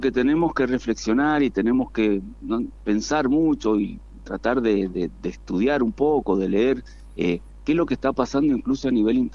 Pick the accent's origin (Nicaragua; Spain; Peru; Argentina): Argentina; como ciudadanos, como argentinos, como militantes, como gente que está acá